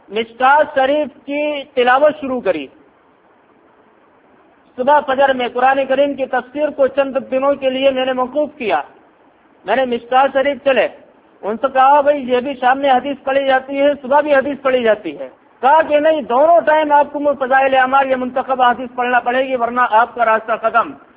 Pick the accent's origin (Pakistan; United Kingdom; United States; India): India; Firozabad, Uttar Pradesh; میں فیروز آباد کی سرزمین میں گزشتہ 6 سالوں سے ہوں, فیروز آباد ہی کا رہنے والا ہوں, فیروز آباد ہی کی میری پیدائش ہے اور اب اس وقت فیروز آباد ہی میں کام کر رہا ہوں.